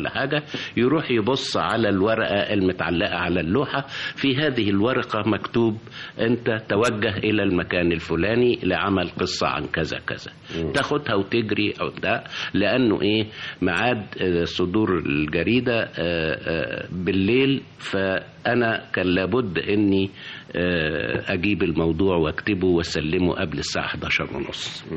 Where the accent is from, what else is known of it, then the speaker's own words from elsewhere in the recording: Abu Tig, Asyut Governorate, Egypt; وأنا نشأت يعني في الصعيد، إنما يعني كان عالم القاهرة وما يجري